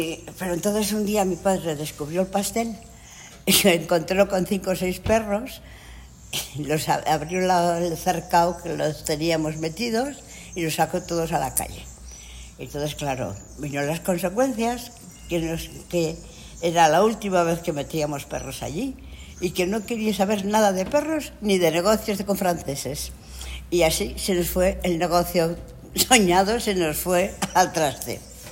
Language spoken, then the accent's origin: Spanish; Navarre, Spain; presentarle a los franceses que me solían venir, porque claro, mi pueblo está bastante cerca de la frontera. Y venían con frecuencia familias y personas que venían de paso, que iban a Pamplona